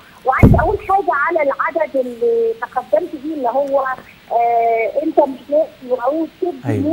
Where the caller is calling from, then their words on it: England, United Kingdom; من انجلترا